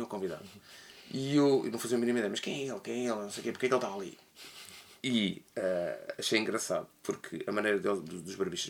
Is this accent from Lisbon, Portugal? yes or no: yes; Lisbon, Portugal; e eu incluo-me a mim como lisboeta